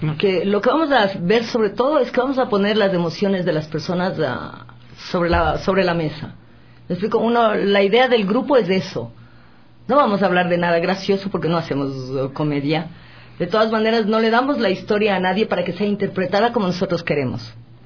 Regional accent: Ecuador; No, soy ecuatoriana, por supuesto.

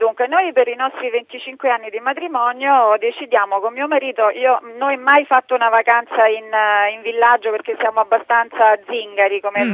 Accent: Rome, Lazio, Italy; Non arriviamo a Roma perché noi siamo di Roma, arriviamo a Pisa.

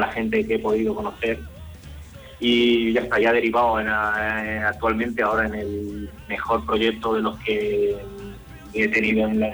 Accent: Elda, Valencian Community, Spain; Vengo de Alicante, de la provincia de Alicante, concretamente de Elda.

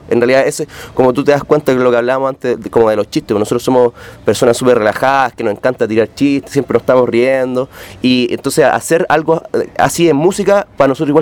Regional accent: Chile; la mayoría de nosotros de la banda, que cuando, no sé, teníamos 11, 12 años, nacimos y crecimos escuchando cumbia allá

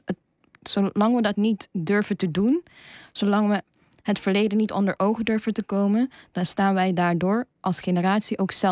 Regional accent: Suriname; also born or lived in Netherlands; want ik ben in Nederland geboren, maar in Suriname opgegroeid.

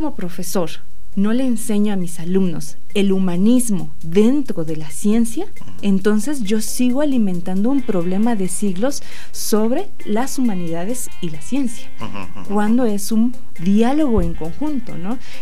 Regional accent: Mexico; Entonces, ¿qué problema tenemos como mexicanos?

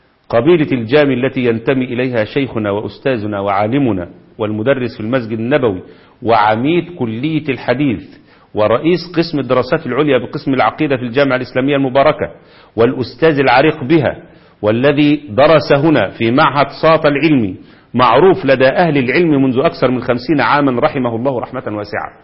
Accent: Egypt; وده اللي حصل عندنا في مصر في كل مكان

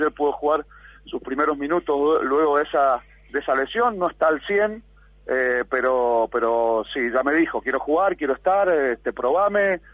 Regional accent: Argentina; eso siempre como argentino

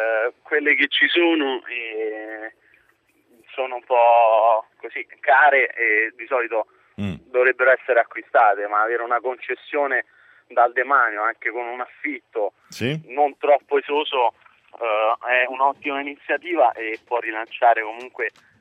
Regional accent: Rome, Lazio, Italy; io sono di Roma e già la Regione Lazio tempo fa prometteva l'affidamento di terre demaniali.

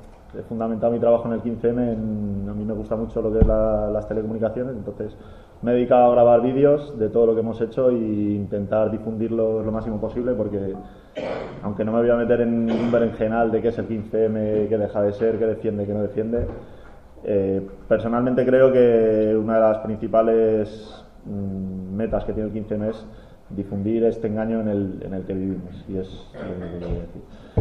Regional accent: Madrid, Community of Madrid, Spain; now in Asturias, Spain; yo no soy asturiano, soy de Madrid y vine aquí y me pilló nada más llegar de Madrid todo este rollo

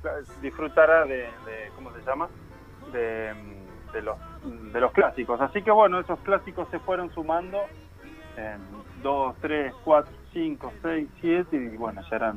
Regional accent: Quilmes, Buenos Aires Province, Argentina; yo también soy de Quilmes.

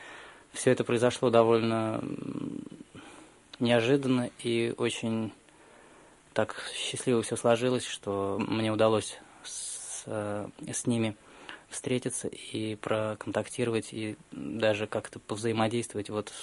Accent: Russia; когда он узнал, что мы из России

